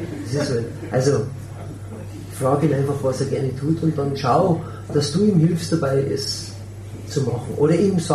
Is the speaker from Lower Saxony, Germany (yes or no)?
no; Bavaria, Germany; Und dann bin ich ein Bayer und bin ein bisschen anders drauf